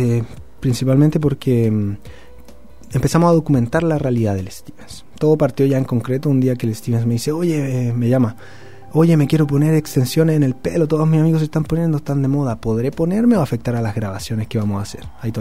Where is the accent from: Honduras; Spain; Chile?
Chile; Pudahuel, Santiago Metropolitan Region; de donde nos criamos. Yo soy de Pudahuel.